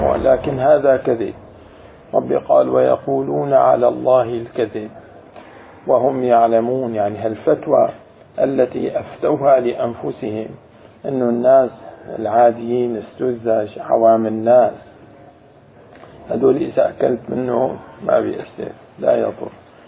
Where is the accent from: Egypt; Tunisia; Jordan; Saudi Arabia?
Jordan; وبالأردن في ناس يعني لهجتنا اللهجة نستعين.